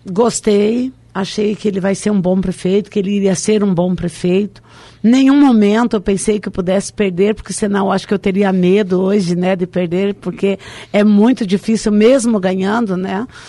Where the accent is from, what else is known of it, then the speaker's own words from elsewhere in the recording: Três Passos, Rio Grande do Sul, Brazil; now in Foz do Iguaçu, Brazil; Nasci em Três Passos, Rio Grande do Sul, sou gaúcha.